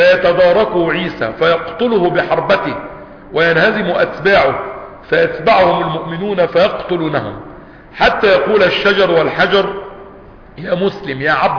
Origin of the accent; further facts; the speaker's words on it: Egypt; وحتى عندنا في مصر وبلادنا يقول لك ولاد اصول